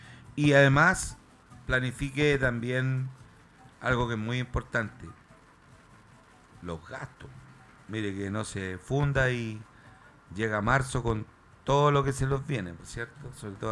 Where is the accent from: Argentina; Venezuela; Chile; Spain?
Chile; ha interpretado el quehacer y el decir de nuestra idiosincrasia como chileno